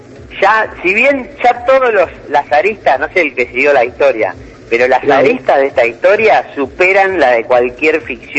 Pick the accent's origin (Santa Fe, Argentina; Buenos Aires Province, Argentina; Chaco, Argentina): Buenos Aires Province, Argentina; Haedo; Yo hasta los 18 viví en Aedo, mis hermanos, yo soy de Aedo.